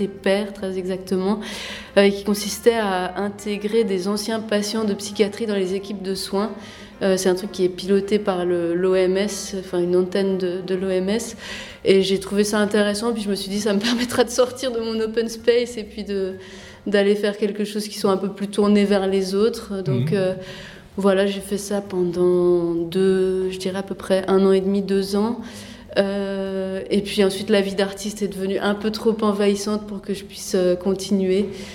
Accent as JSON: {"language": "French", "town": "Nancy", "region": "Grand Est", "country": "France", "tie": "born there", "said": "moi, je suis née à Nancy, c'est ma toute première exposition personnelle dans ma ville."}